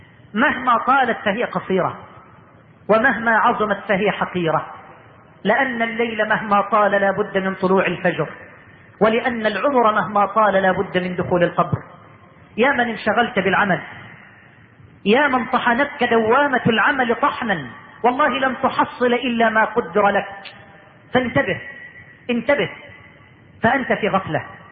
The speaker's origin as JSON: {"language": "Arabic", "country": "Egypt"}